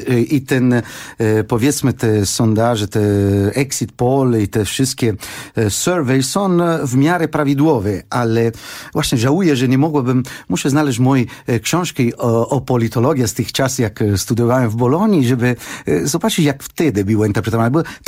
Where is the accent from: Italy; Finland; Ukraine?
Italy; Polish is a second language; bo pochodzę z takiego kraju, który jest fantastyczny, ten kraju, który wymyślił prawo, ta rzymska cywilizacja